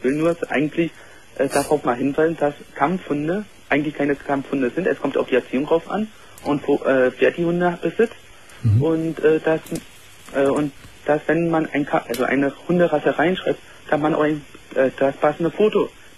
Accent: Berlin, Germany; ich komme aus Berlin

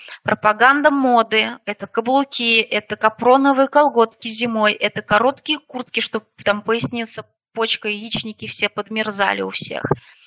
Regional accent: Moscow, Russia; now in Odintsovo, Russia; Я когда появилась в этом городе, в Одинцово, я сама из Москвы

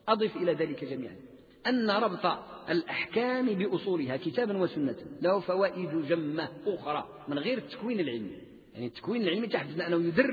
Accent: Morocco; عندنا بالمغرب والأندلس

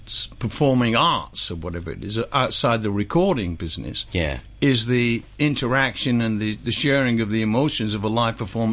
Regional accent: United Kingdom; being British

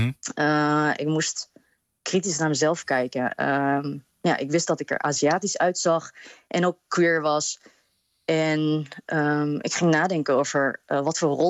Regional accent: Apeldoorn, Gelderland, Netherlands; now in Rotterdam, Netherlands; Ik ben geboren en getogen in Apeldoorn.

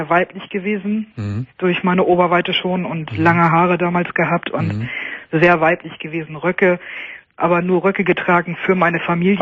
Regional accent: Lower Saxony, Germany; weil ich komme aus Niedersachsen

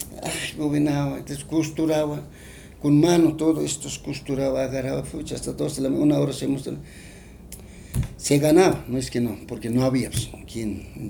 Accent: Guatajata, La Paz, Bolivia; yo tengo puro en mi pueblo de Guatajata, mis familiares, mis cuñados, todos hacen tejido.

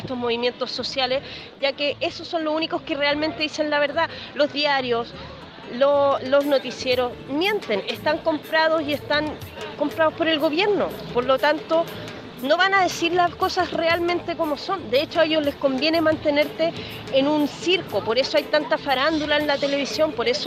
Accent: Quintero, Valparaíso, Chile; soy quinterana, nací y criada en Quintero. Mi familia está en Quintero, mis amigos están allá

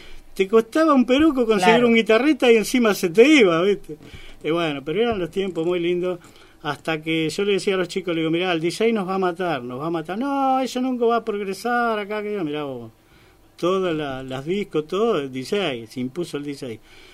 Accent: Uruguay; Después, a los 14 años, empecé a estudiar guitarra en Montevideo. Yo soy de Uruguay, como sabrán

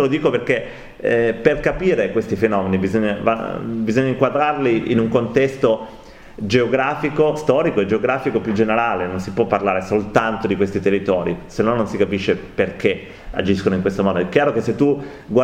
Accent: Piedmont, Italy; io vengo dal Piemonte

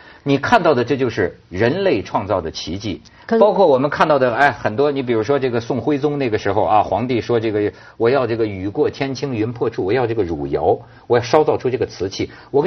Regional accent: Hebei, China; 让我们河北人讲，有一句挺糙的话呀

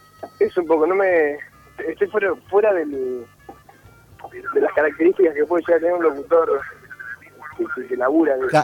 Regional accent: Trenque Lauquen, Buenos Aires Province, Argentina; yo vine de Trenquelauca, no conocí un subte

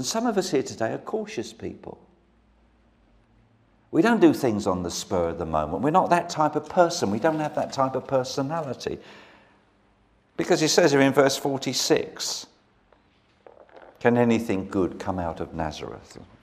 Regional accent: London, United Kingdom; now in Brighton, United Kingdom; I was brought up in South London

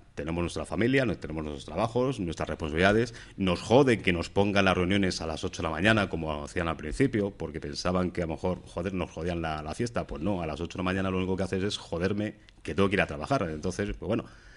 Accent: Madrid, Community of Madrid, Spain; encima somos de Madrid y luego después de Vallecas

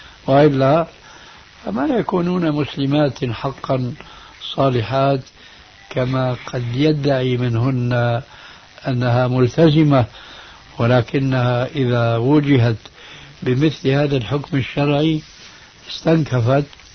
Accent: Syria; لما انسحب الإفرنسيون من بلادكم الجزائر أو من بلادنا سوريا أو من غيرها

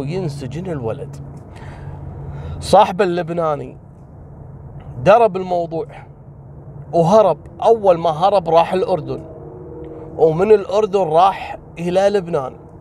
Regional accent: Kuwait; قبل أيام عندنا في الكويت، تقريبا قبل 3 أيام أو يومين، حصلت سالفة غريبة جدا.

